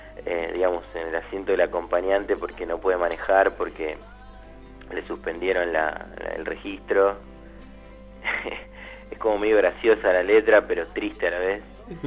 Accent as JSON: {"language": "Spanish", "town": "Quilmes", "region": "Buenos Aires Province", "country": "Argentina", "said": "El miércoles pasado tocamos, bueno, en Quilmes, nosotros somos de Quilmes."}